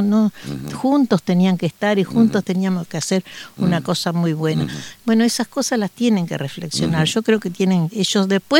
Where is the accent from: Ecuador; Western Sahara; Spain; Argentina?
Argentina; yo digamos como argentina, yo esas cosas no las puedo soportar